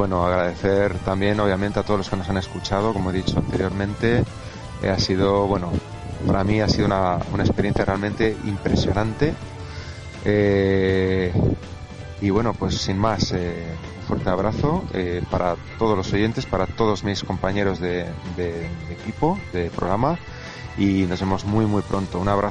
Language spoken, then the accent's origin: Spanish; Bilbao, Basque Country, Spain; yo tengo pensado ya en septiembre volver a Bilbao, volver a mi tierra.